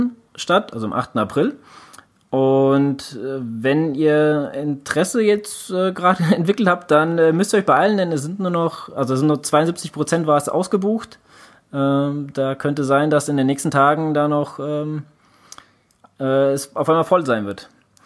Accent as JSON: {"language": "German", "region": "Central Germany", "country": "Germany", "said": "wir kommen jetzt aus Mitte Deutschland"}